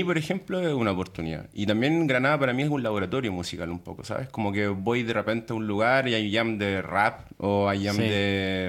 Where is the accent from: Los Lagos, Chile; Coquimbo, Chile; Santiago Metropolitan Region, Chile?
Santiago Metropolitan Region, Chile; Santiago; moved away; con de donde vengo, ¿no? De Chile, Santiago incluso, que es capital.